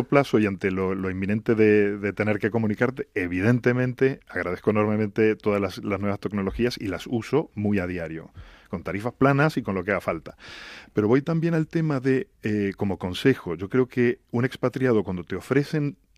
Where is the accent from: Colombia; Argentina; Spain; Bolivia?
Argentina; moved away; Estas épocas, especialmente en Navidad, son de familia, al menos en mi caso, como argentino que soy.